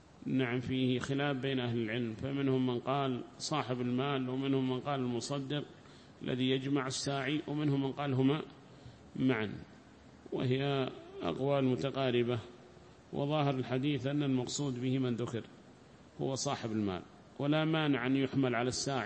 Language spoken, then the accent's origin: Arabic; Hadhramaut, Yemen; هنا 20 عندنا في حضرموت و20 في عدن